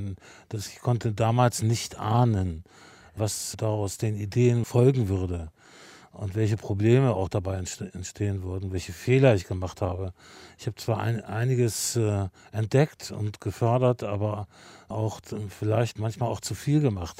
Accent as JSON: {"language": "German", "town": "Wolfsburg", "region": "Lower Saxony", "country": "Germany", "tie": "born or raised there", "said": "Das kommt wahrscheinlich durch meine eigene Geschichte in meiner Heimatstadt Wolfsburg."}